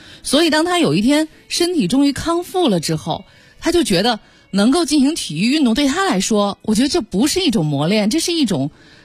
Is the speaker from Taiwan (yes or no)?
no; Beijing, China; 我作为一个土生土长的北京孩子啊，当然现在已经不是孩子了，